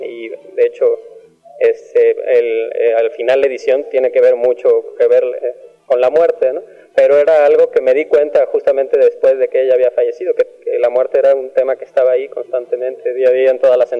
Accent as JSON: {"language": "Spanish", "country": "Mexico", "said": "que son parte de quiénes somos como mexicanos."}